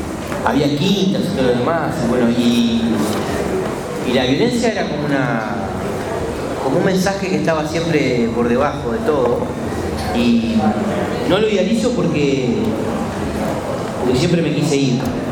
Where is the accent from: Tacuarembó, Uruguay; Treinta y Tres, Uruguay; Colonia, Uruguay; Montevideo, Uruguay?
Montevideo, Uruguay; tomando distancia del barrio, cuando me alejé del barrio, cuando me fui de Montevideo, viví más en Montevideo